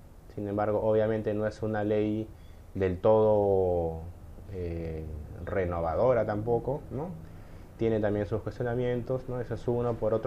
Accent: Lima, Peru; soy de Lima, de padres migrantes, de Ayacucho y de la serranía de Lima.

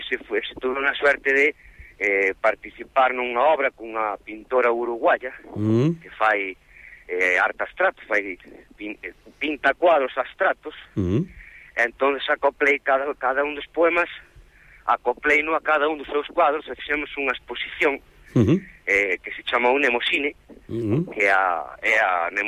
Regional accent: A Coruña, Galicia, Spain; o castelán tamén é para mí unha segunda lingua, porque eu, por exemplo, criei-me na Coruña

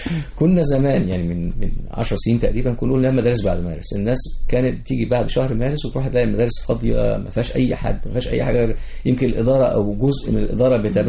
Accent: Egypt; يعني المنظومة عندنا في مصر ثلاث حاجات

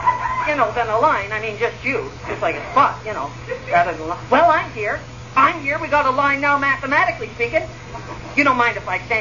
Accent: Bala, Ontario, Canada; Yeah, I'm headed home to Bala. I'm from Bala originally.

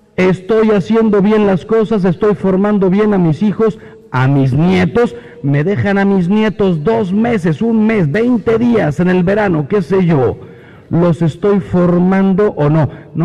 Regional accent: Mexico; Soy mexicano, pero no vivo en México, vivo en un avión que desgraciadamente no es mío.

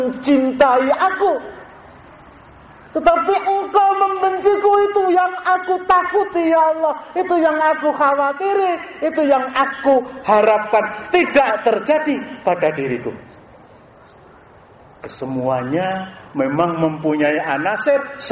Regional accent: Java, Indonesia; kita orang Jawa dia akan ngorok

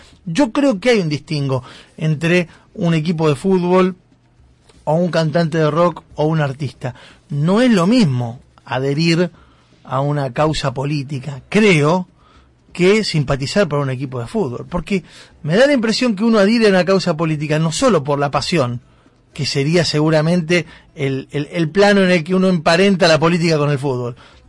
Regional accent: Argentina; seremos todos argentinos. Ahí sí, somos todos argentinos.

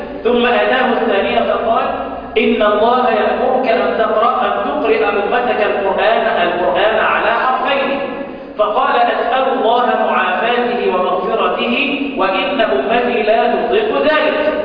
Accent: Mansoura, Dakahlia, Egypt; احنا حتى في مصر لما حد من الناس بينتقل، انا مقيم انا من اهل المنصورة، لما بنتقل للعيش للسفر الى الصعيد او الى البحيرة او الى الاسكندرية،

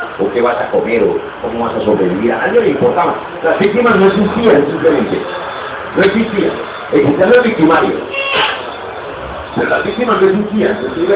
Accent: Bogotá, Colombia; Por eso yo terminé haciendo y creciendo en Bogotá y sobreviviendo. Allá yo fui mesero, fui taxista, fui médico. Y con orgullo, yo soy bien campesino

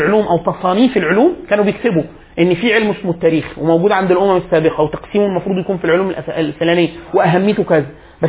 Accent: Egypt; يعني انا حاليا كمصري ايه اللي ممكن افخر بيه كمصري؟

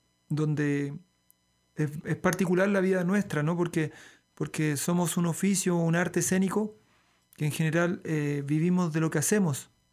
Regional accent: Santiago, Santiago Metropolitan Region, Chile; Soy chileno, de Santiago de Chile.

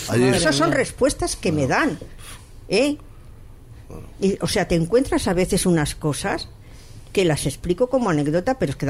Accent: Barcelona, Catalonia, Spain; Yo soy de Barcelona, yo soy nacida en Barcelona y tengo familia allí.

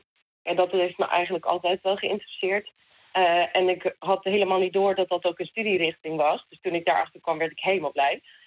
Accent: South Africa; aangezien ik uit Zuid-Afrika kom.

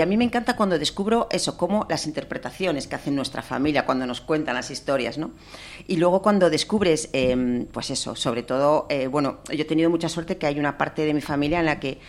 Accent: Asturias, Spain; yo me he sentido asturiana siempre, pero no he sentido ese arraigo de tierra, de sentirme absolutamente, porque sabía que mi familia venía de muchos sitios

